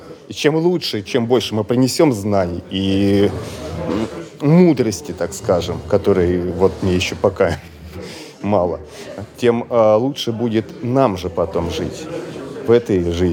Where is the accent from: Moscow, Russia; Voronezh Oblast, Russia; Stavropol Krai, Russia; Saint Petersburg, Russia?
Moscow, Russia; Я из Москвы.